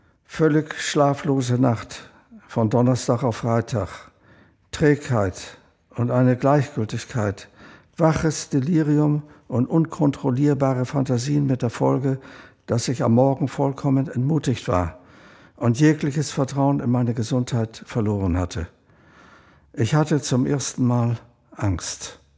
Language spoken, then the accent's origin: German; Vienna, Austria; born there; 1936 geboren in Wien, bin selbst Verfolgter des Naziregimes